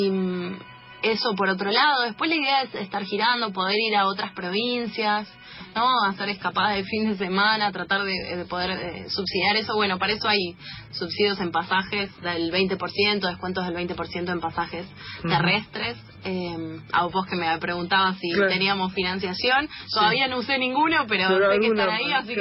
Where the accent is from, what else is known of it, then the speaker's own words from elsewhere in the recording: Buenos Aires, Argentina; Yo soy de acá, de Capital Federal.